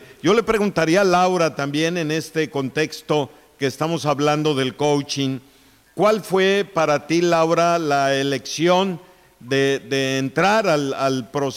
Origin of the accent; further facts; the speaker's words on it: Mexico; es un dolor que los mexicanos traemos por lo que pasa en nuestro país